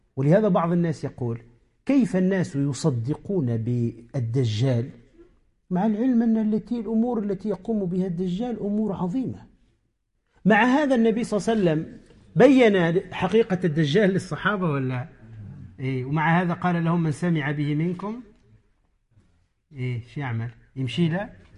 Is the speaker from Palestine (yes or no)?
no; Tunisia; عندنا في تونس